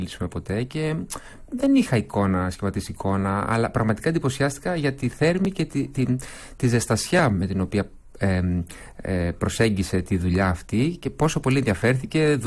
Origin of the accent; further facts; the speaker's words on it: Tripoli, Peloponnese, Greece; γνωριζόμαστε από παιδιά, από έφηβοι, μεγαλώσαμε μαζί στην Τρίπολη και κάναμε εκεί τις πρώτες μας συναυλίες ως ανήλικοι.